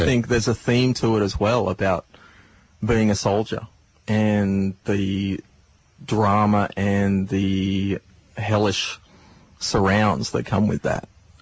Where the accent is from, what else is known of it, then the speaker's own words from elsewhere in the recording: Australia; And I think, as an Australian, I think everyone should know how to play.